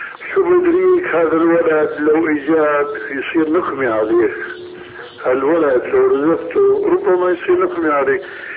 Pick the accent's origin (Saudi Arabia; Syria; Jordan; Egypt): Syria; هي كما يقولون عندنا في سوريا